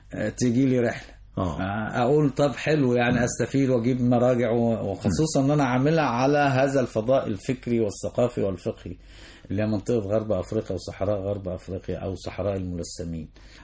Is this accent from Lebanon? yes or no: no; Egypt; ان الجيش المصري جيش من عنصر واحد, احنا مصريين